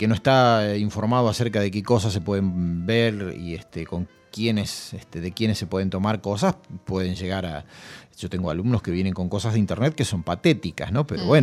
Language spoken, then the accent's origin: Spanish; General Pico, La Pampa, Argentina; Claro, porque en mi ciudad natal, en General Pico, las calles tienen nombres, pero tienen números.